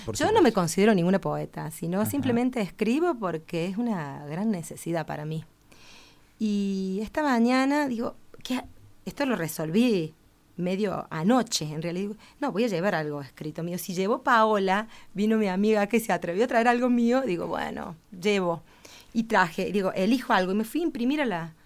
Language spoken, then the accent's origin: Spanish; Granadero Baigorria, Santa Fe, Argentina; nací en Granadero Baigorria, a exactamente 5 cuadras del río Paraná.